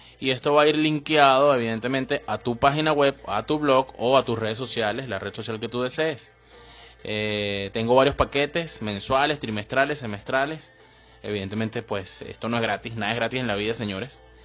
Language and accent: Spanish; Venezuela; Pero en mi país, o en este país, en Venezuela, no vas a conseguir otro blog igual.